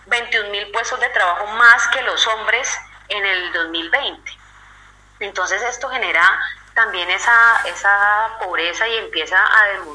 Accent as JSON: {"language": "Spanish", "region": "Cauca", "country": "Colombia", "moved": "yes", "lives_now": "Cali, Colombia", "said": "yo soy del norte del Cauca, soy de zona rural, llego desplazada a Cali también, producto del conflicto armado colombiano"}